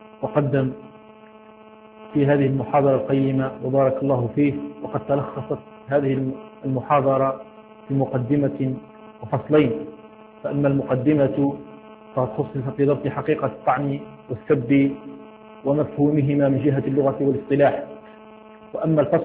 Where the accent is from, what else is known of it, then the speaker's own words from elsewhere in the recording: Algeria; حال الأحوال الجوية في بلدنا الجزائر